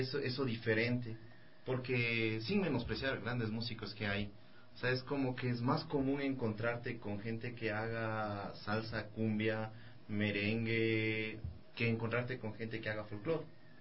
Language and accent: Spanish; Quito, Pichincha, Ecuador; also born or lived in Ambato; Yo soy de Ambato y vivíamos allá hasta que yo tuve 6 años y algo. A los 7 años me trajeron a vivir a Quito.